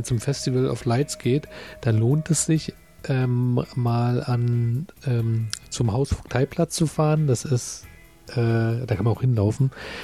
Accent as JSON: {"language": "German", "region": "Berlin", "country": "Germany", "said": "also ich als Berliner verwechsel die auch immer"}